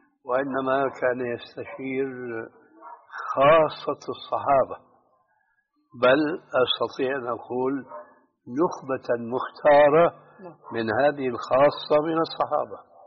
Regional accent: Syria; أم يشترك فيه كما يقولون عندنا في سوريا خليط مليط؟

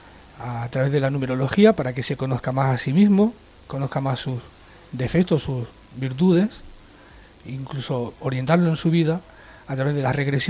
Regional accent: Sabadell, Catalonia, Spain; allí en Barcelona, en Sabadell, en realidad, que es de donde soy.

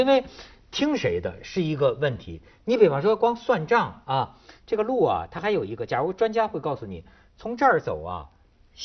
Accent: Shijiazhuang, Hebei, China; 我给你们讲讲我的家乡石家庄啊石家庄现在是河北省的省会

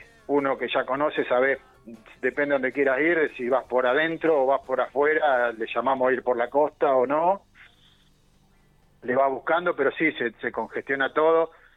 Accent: Olavarría, Buenos Aires Province, Argentina; now in Mar del Plata, Argentina; yo soy de Olavarría, en realidad vivo en Mar del Plata, pero soy de Olavarría.

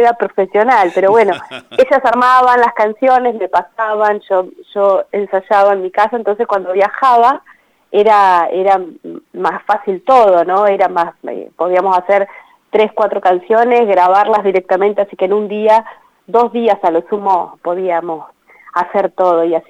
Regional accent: Parera, La Pampa, Argentina; estoy como a 200 kilómetros de Santa Rosa, ellas dos viven ahí, claro. Yo soy de Parera

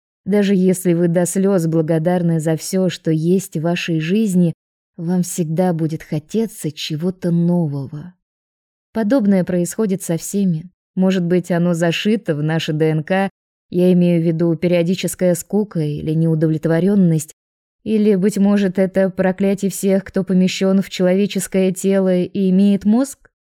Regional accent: Russia; Я же из России, помните?

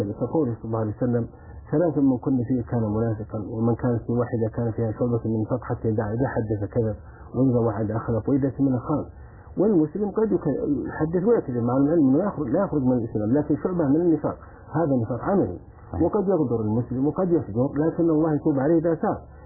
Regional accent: Saudi Arabia; في جوازات حصلت مثل عندنا في السعودية

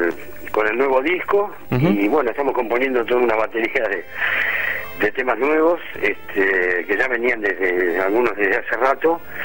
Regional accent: Buenos Aires, Argentina; Estamos ahí en Esquina Borges, ¿viste? Pero somos de Boedo

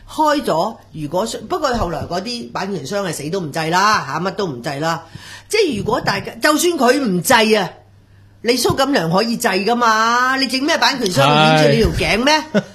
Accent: Hong Kong; 邊個俾啲就業機會我哋香港人啊？

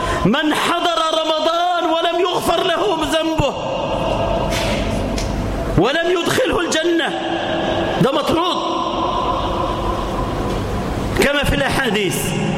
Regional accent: Egypt; اجعل بلدنا مصر سخاء رخاء، آمنة مطمئنة

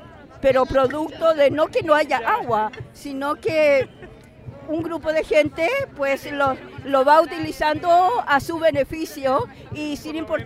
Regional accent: Chile; now in Spain; Pues eso también lo podríamos tener en mi país, pero no se puede por el tipo de gobierno que hemos estado teniendo desde la dictadura. Entonces, pues bueno, Chile ha despertado

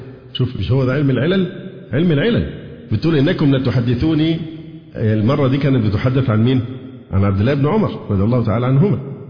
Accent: Egypt; عشان أنا شكلي مصري

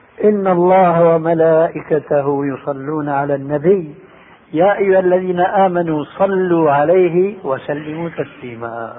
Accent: Syria; عندنا في الشام يسمى المقدمة بالتذكير

